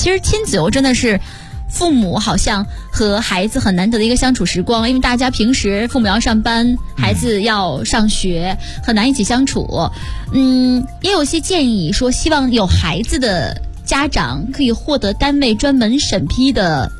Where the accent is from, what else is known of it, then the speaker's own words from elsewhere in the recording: Shandong, China; 就在山东省内，我是山东人嘛